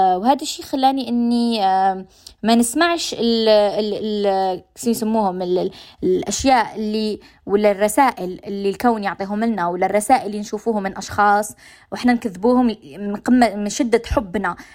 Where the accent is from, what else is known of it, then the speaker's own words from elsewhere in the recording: Algeria; accent: Algerian; كاين ناس من ليبيا، كاين ناس من تونس، من المغرب، هما يفهموا علينا، يفهموا على لهجتنا الجزائرية